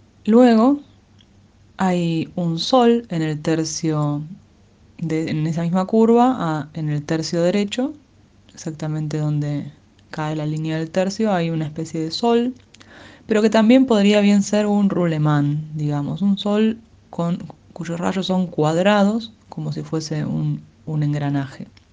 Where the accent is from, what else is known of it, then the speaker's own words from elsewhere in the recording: Lanús, Buenos Aires Province, Argentina; mi ciudad, la ciudad de Lanús, en la cual nací en 1986. En realidad, para ser honesta, no nací en Lanús